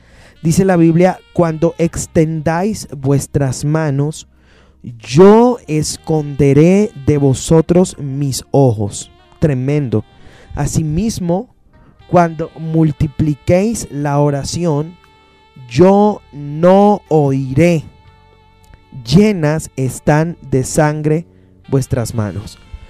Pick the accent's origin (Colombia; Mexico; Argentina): Colombia; como colombianos tenemos varias raíces muy fuertes.